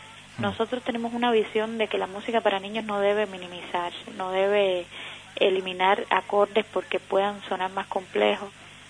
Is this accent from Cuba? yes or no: yes; Havana, Cuba; Sí, nosotros somos habaneros